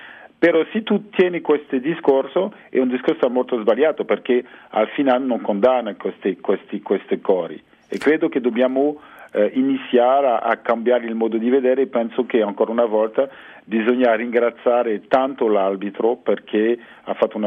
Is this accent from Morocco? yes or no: no; France; io sono francese